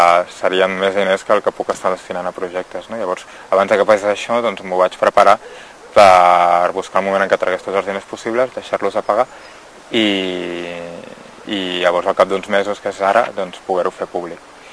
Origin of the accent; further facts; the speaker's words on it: Vilanova i la Geltrú, Catalonia, Spain; born there; now in Barcelona, Spain; vaig néixer a Vilanova i la Geltrú, ara fa 32 anys. I bueno, fa dos o tres anys aquí a Barcelona, que és on he viscut els darrers 10 anys